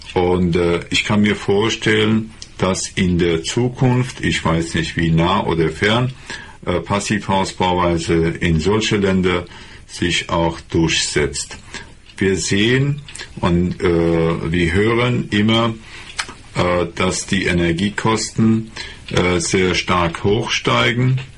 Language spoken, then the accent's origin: German; Iran; German is a second language; now in Germany; Im Iran, wo ich herkomme